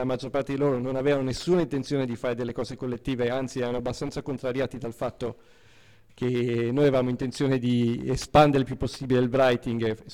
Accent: Milan, Lombardy, Italy; quelli che facevo all'inizio, nei centri sociali, a Milano, sono di Milano, e in un periodo che ancora graffiti non se n'erano, io addirittura mi ricordo la città di Milano pulita

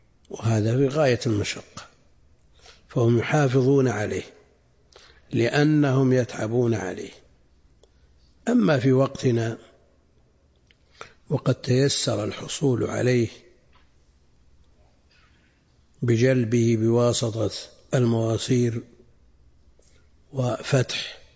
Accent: Buraydah, Al-Qassim, Saudi Arabia; يذكر عم لي أنه لما دخل الماء في بلدنا بريدة ادخله إلى البيوت أحد المحسنين قبل الدولة

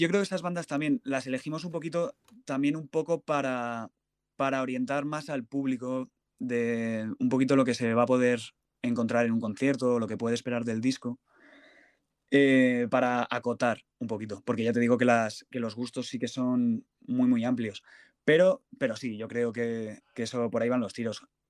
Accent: Madrid, Community of Madrid, Spain; yo de Campamento. Entonces los dos estudios, uno está en Campamento y el otro en Alto de Extremadura. Aquí en Madrid.

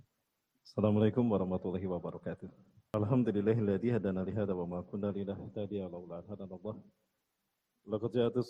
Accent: Bandung, West Java, Indonesia; Saya asli dari Bandung. Bandung campuran Padang. Karena ibu saya orang Bandung, ayah saya Bandung Padang. Mepuar Bukit Tinggi. Pendidikan saya banyak di Bandung. SD, SMP di Cimahi.

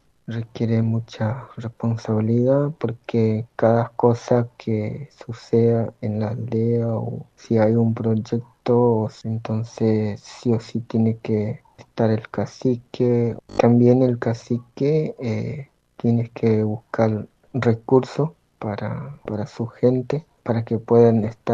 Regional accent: Argentina; Sí, yo soy argentino, nací acá.

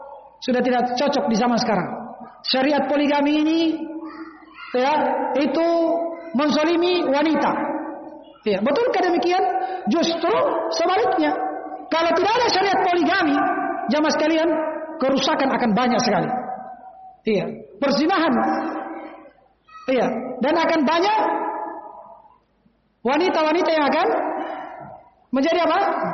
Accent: Kajang, South Sulawesi, Indonesia; Dan ini banyak di kampung saya di Kajang, banyak orang menafsirkan pakai bahasa Konjo.

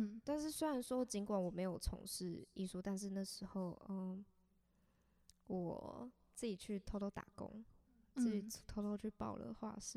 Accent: Taipei, Taiwan; 毕竟我是个台北人

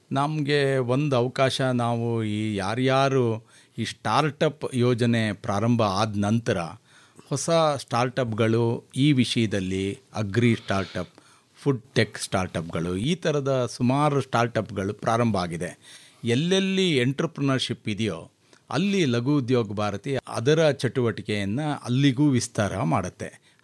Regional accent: Channakeshavapura, Karnataka, India; ನಾನು ತುಮಕೂರು ಜಿಲ್ಲೆ ಪಾವಗಡ ತಾಲೂಕು, ಚನ್ನಕೇಶವಪುರ ಅಂತ ನಮ್ಮ ಗ್ರಾಮ. ಸುಮಾರು ಬೆಂಗಳೂರಿಂದ 180-190 ಕಿಲೋಮೀಟರ್ ದೂರದಲ್ಲಿದೆ.

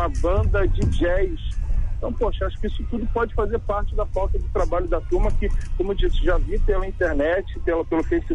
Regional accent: Rio de Janeiro, Brazil; Sabe que eu sou lá da Vila Kennedy, representante do Velho Oeste Carioca.

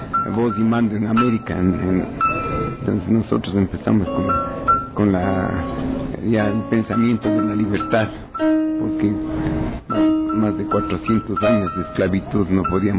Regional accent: Quito, Pichincha, Ecuador; moved away; also born or lived in Guaranda; Yo nací en Guaranda y a los 8 años ya me mandaron a Quito. Así que crecí en Quito solo.

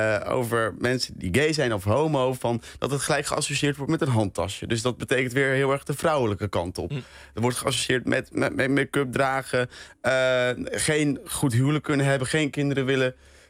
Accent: Urk, Flevoland, Netherlands; Ik kom zelf van Urk. En dat is best wel een christelijk dorp. En heel erg behouden ook.

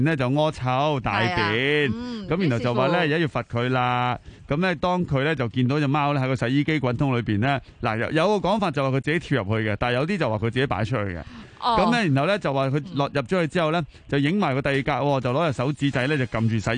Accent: Hong Kong; 我哋香港人咧，即系都唔止我哋香港人，好多人爱心爆棚咧

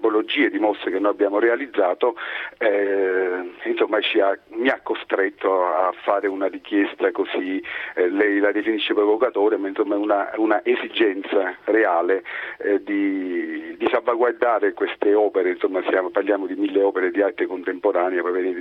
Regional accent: Casoria, Campania, Italy; born there; sono nato a Casoria

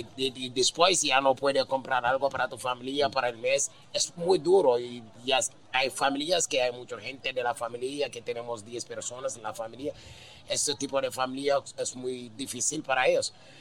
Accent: Gambia; Spanish is a second language; now in Spain; En África, donde en mi país, en Gambia, hay muchos jóvenes que necesitan ayuda en la vida

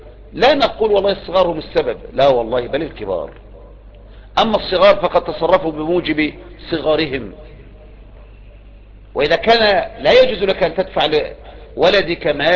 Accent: Egypt; الدعوة عندنا في مصر

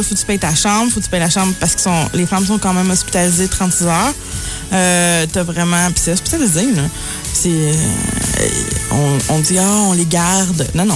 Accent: Quebec City, Quebec, Canada; Moi, j'étais à Blainville, je viens de Québec, là.

